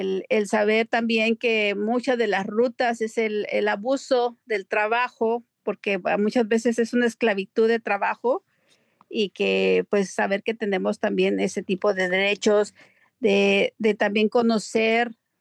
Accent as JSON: {"language": "Spanish", "town": "Cuernavaca", "region": "Morelos", "country": "Mexico", "moved": "yes", "lives_now": "United States", "said": "soy del estado de Morelos, Cuernavaca, Morelos."}